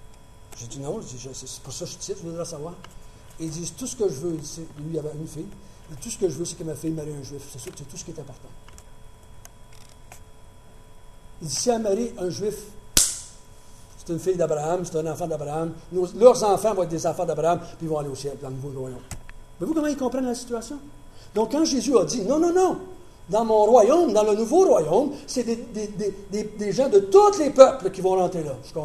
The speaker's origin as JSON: {"language": "French", "region": "Quebec", "country": "Canada", "said": "bon, ben moi, là, je suis pas Juif, je suis Québécois"}